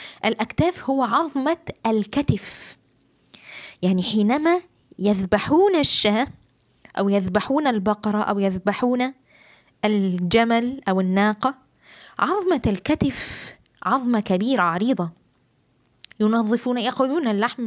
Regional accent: Egypt; وطبعا البردعة عندنا في مصر بتكون إيه جلد

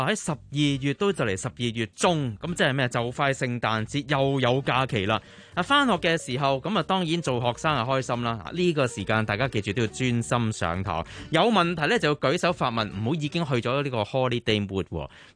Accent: Guangdong, China; 这个发音呢就啱我哋广东人呢就大家可以好好地去到讲啦。

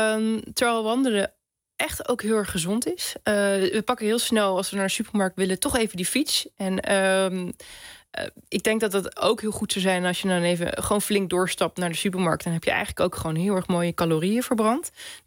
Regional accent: Netherlands; Maar ik denk dat wij dus als Nederlanders vrij weinig wandelen, maar heel veel even snel de fiets pakken.

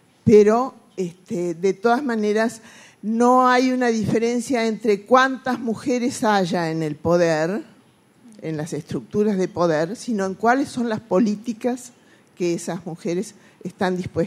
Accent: Argentina; from de Argentina. Voy a hablar en español.

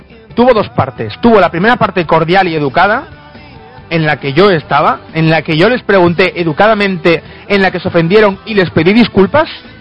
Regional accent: Galicia, Spain; son un clan vasco, nosotros somos gallegos

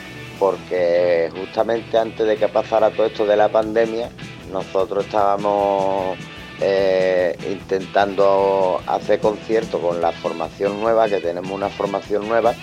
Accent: El Puerto de Santa María, Andalusia, Spain; somos de Cádiz, de Andalucía, del puerto de Santa María.

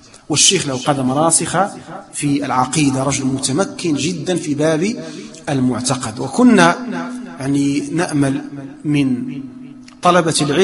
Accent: Morocco; لا ندرس الآن عندنا في المغرب.

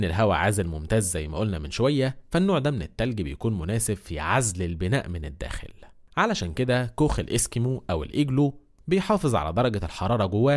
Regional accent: Egypt; بس برضو لازم نفهم إن الكلام ده عندنا في مصر

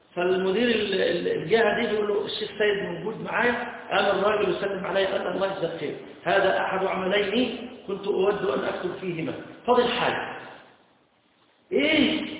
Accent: Egypt; إحنا كمصريين قراءة اللي هي قراءة

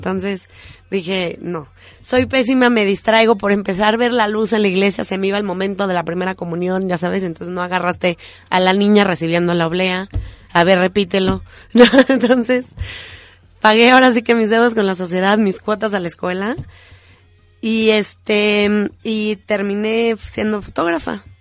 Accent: Mexico; México es un gran país y cada vez que decimos somos mexicanos, la gente te recibe con los brazos abiertos.

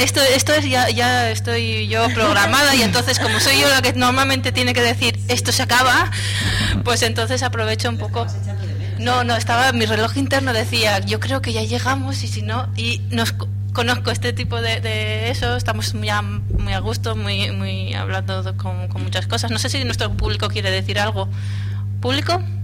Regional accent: Asturias, Spain; de Asturias, somos asturianos de pro, ¿no? A mí nunca me ha pasado, tengo un pequeño problema porque nadie me cree que soy asturiana

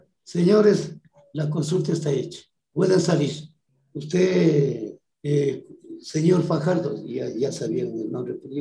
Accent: Machachi, Pichincha, Ecuador; Spanish is a second language; ¿De dónde es usted? Le digo, de Machachi. Y de allá viene. Y digo, sí, lo digo, de allá, Belco.

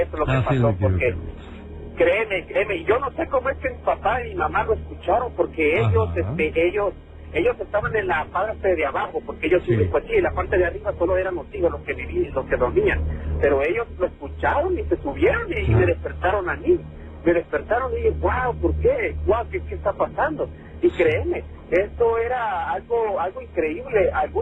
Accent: El Salvador; esto no es en México, esto me pasó aquí en mi país, en El Salvador.

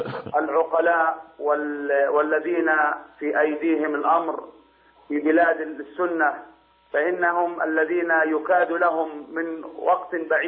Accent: Yemen; والواقع عندنا في اليمن يدل على هذا، إن

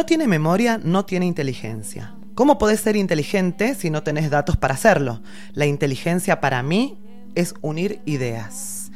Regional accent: Los Reartes, Córdoba, Argentina; Ahora que mi pueblo, Los Reartes, es un parque acuático, más difícil aún porque, bueno, vive tu propia aventura.

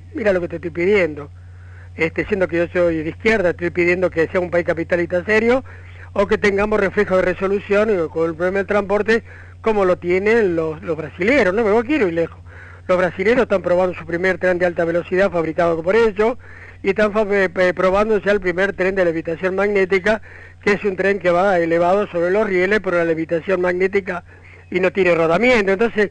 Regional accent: Córdoba, Argentina; como yo soy de Córdoba

